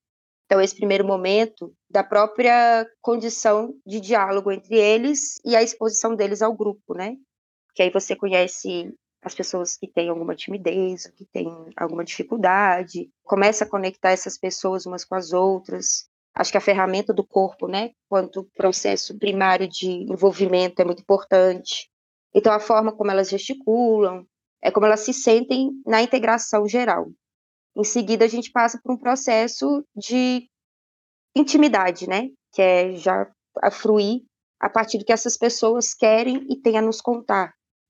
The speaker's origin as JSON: {"language": "Portuguese", "town": "Belo Horizonte", "region": "Minas Gerais", "country": "Brazil", "also_born_or_lived": "Montes Claros", "said": "eu vim de Belo Horizonte, mas sou nascida em Montes Claros."}